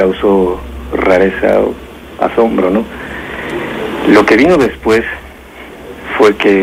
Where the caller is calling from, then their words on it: San Miguel de Allende, Guanajuato, Mexico; De aquí, de San Miguel de Allende.